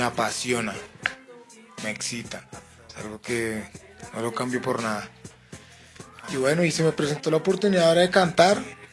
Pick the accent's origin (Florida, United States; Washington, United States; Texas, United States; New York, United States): New York, United States; also born or lived in Colombia; Como él lo dijo, pues vengo del otro lado. Soy 100% colombiano, pero fui criado en Queens, en New York. Llegué hace 11 años por buen comportamiento.